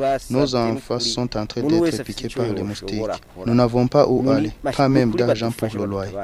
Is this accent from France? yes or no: no; Burundi; Nous sommes des Burundais, des citoyens patriotes. Nous aimons notre nation.